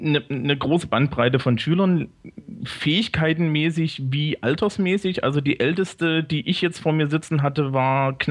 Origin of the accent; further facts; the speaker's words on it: Thuringia, Germany; now in Bavaria, Germany; Ja, ich komme eigentlich von der hessischen Grenze.